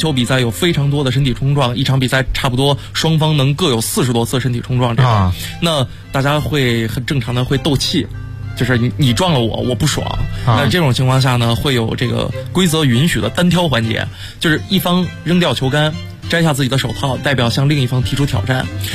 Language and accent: Chinese; Northeast China, China; 我家是东北的嘛，我们那边湖面特别好玩